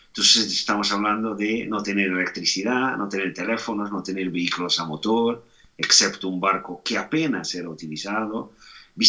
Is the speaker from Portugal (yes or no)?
yes; Portugal; Spanish is a second language; Bueno, yo soy portugués, pero tengo también orígenes gallegas y catalanas por parte de mi madre. Entonces soy ahí una mezcla ibérica, vamos a decir así. Tengo 42 años